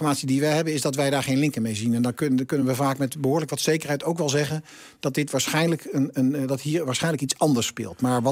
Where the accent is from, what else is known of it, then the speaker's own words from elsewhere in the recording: Zwolle, Overijssel, Netherlands; Van oorsprong, ik ben een Zwollenaar.